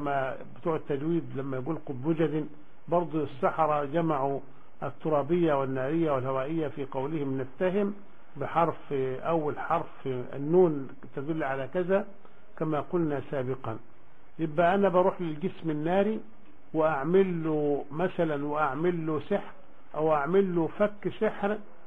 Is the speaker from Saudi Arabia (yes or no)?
no; Egypt; احنا عندنا في مصر كذا وكذا وكذا وكذا الى اخره